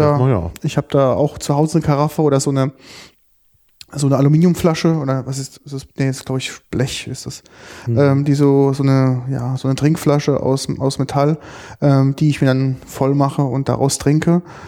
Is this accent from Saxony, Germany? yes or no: no; Rhineland-Palatinate, Germany; Und habe natürlich als Pfälzer ein Doppelglas bei mir auf der Arbeit.